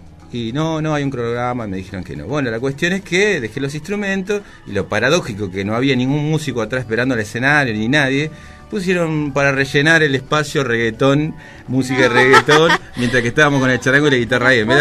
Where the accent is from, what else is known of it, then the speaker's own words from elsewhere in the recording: José C. Paz, Buenos Aires Province, Argentina; orgulloso de ser de José C. Paz, trabajo en José C. Paz, nací, me crié en José C. Paz, los tres somos de acá